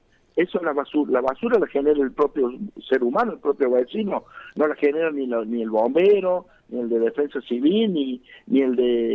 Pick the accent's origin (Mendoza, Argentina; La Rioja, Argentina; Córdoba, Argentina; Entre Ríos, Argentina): Córdoba, Argentina; como cualquier vecino que soy nacido de esta provincia y de este departamento, que soy nacido en Punilla